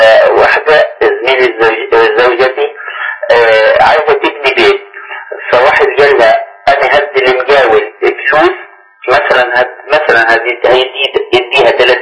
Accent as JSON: {"language": "Arabic", "region": "Kafr El Sheikh Governorate", "country": "Egypt", "said": "انا من كفر الشيخ"}